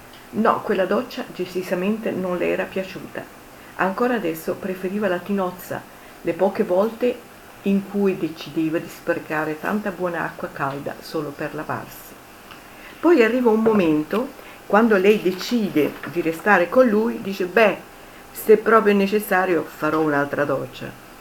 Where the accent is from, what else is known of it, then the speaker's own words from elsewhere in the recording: Rome, Lazio, Italy; io vengo da Roma e a casa mia avevamo il bagno